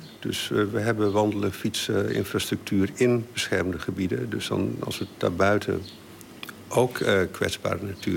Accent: Groningen, Netherlands; now in The Hague, Netherlands; Nou, weet je, ik kom oorspronkelijk uit Groningen. Ik woon al heel lang in Den Haag.

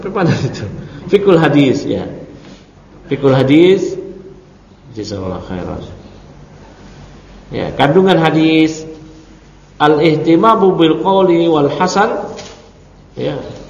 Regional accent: Jakarta, Indonesia; Walau saya lahir di Jakarta, kecil di Jakarta, tumbuh di Jakarta, ya.

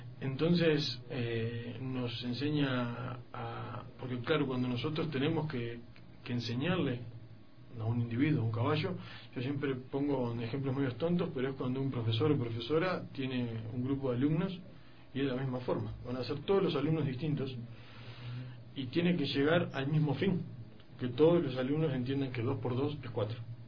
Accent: Uruguay; soy uruguayo. Estoy acá en Ecuador dando un poco de lo que son talleres y conocimientos.

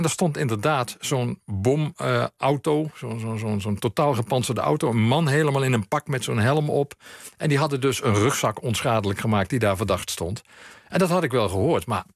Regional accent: Limburg, Netherlands; Ik ben opgegroeid in Limburg, in Zuid-Limburg. En later verhuisde ook naar Midden-Limburg.

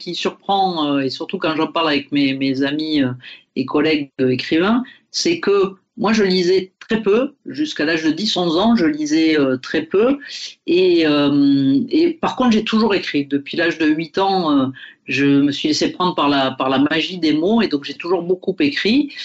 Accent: Occitanie, France; born there; je suis né donc en Catalogne française dans une famille d'agriculteurs il y a un certain nombre d'années

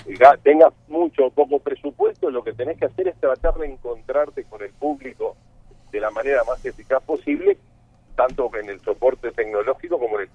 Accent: Montevideo, Uruguay; mirá que yo soy montevideano y he viajado por el interior

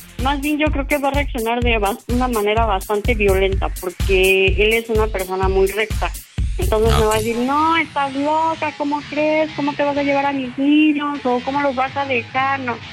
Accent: Iztapalapa, Mexico City, Mexico; now in Cuautla, Mexico; No, yo soy del Distrito Federal de Iztapalapa, bien orgulloso.

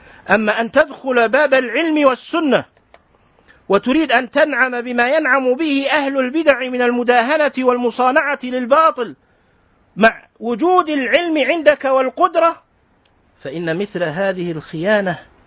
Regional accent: Kuwait; اليوم خطبة الجمعة عندنا في الكويت الرسمية التي أذيعت في المذياع

